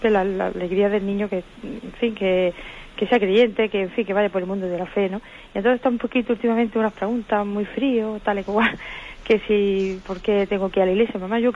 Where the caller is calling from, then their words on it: Granada, Andalusia, Spain; Soy de aquí de Granada, le llamo, que le voy a hacer una pregunta